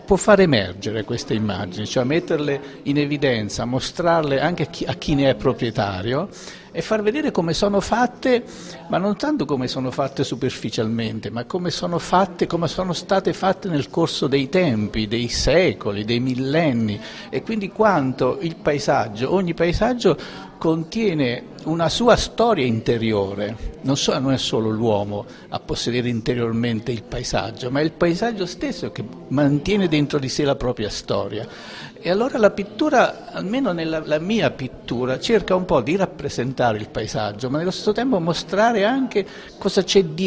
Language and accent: Italian; Marche, Italy; Nella mia io sono marchigiano e questi paesaggi, diciamo, parlano un po' la lingua marchigiana.